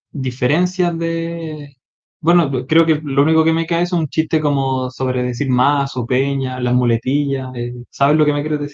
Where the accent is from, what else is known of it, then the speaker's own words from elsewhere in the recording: Chile; now in Spain; No, pero digo, como migrar de Chile para acá, creo que es como el mismo